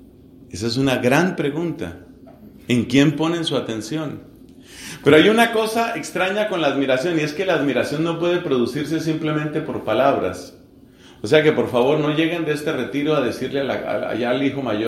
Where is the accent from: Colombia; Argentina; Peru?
Colombia; Entonces hicieron una encuesta en mi país. Soy colombiano. Hicieron una encuesta en mi país